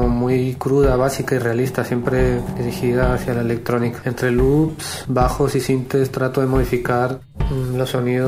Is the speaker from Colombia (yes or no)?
yes; Cali, Valle del Cauca, Colombia; now in Spain; Soy de Cali, Colombia, pero vivo en España hace 13 años aproximadamente.